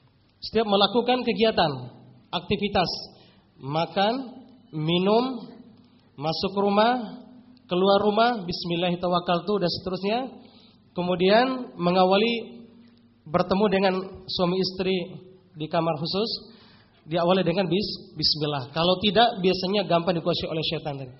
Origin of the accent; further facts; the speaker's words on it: Bima, West Nusa Tenggara, Indonesia; Kalau di daerah saya aslinya Nusa Tenggara Barat dari Bima gitu.